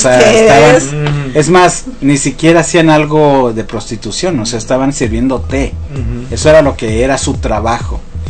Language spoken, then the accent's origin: Spanish; Mexico; Pero siendo mexicanos, siendo como somos